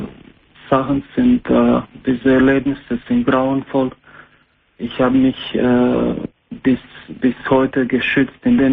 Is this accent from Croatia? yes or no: yes; Croatia; German is a second language